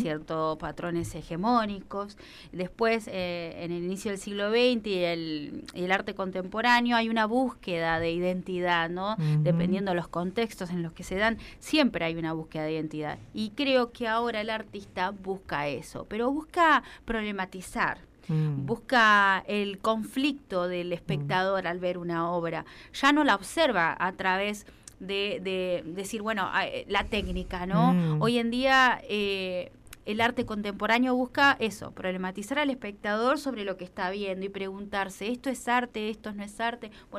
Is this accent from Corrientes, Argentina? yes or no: no; Lanús, Buenos Aires Province, Argentina; Bueno, yo soy del conurbano bonaerense de Lanús Oeste, pero siempre trabajé y estudié en Capital.